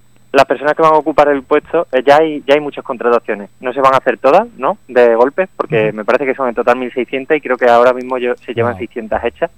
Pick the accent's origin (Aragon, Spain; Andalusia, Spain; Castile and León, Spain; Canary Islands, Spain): Andalusia, Spain; Málaga; bueno, yo soy de Málaga